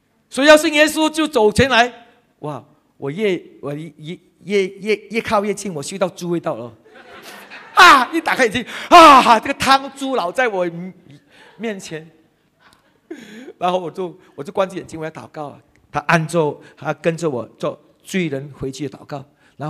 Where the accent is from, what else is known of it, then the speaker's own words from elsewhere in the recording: Hainan, China; 我是海南人嘛，啊，我讲海南话海死你系咪？